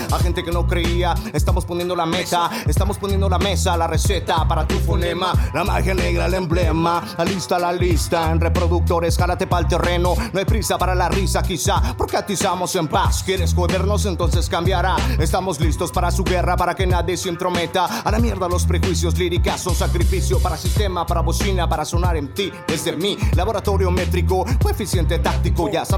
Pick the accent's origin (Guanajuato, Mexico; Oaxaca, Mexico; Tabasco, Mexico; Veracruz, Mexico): Veracruz, Mexico; Xalapa; representando Jalapa, Veracruz.